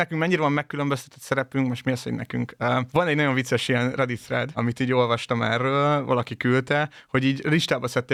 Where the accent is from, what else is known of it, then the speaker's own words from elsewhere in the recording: Szombathely, Vas, Hungary; mondjuk Szombathelyen, ahonnan én származom